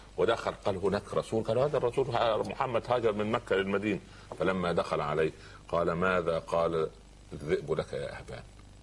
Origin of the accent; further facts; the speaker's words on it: Egypt; عندنا في مصر مثال لطيف